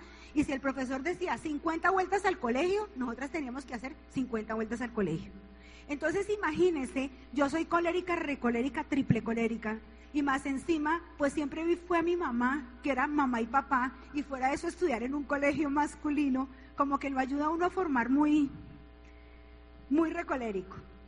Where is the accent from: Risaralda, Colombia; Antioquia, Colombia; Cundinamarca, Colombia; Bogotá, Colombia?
Bogotá, Colombia; born there; ella tenía 8 meses de embarazo en Arma Caldas, esa era yo, y nací en Bogotá.